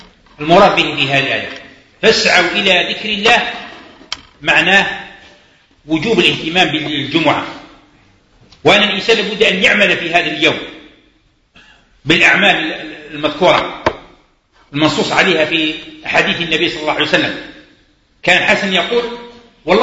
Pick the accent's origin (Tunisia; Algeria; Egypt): Algeria; عندنا احنا كجزائريين عندنا لباس، عندنا معروف، عندنا القشابة، عندنا القندورة، عندنا البرنوس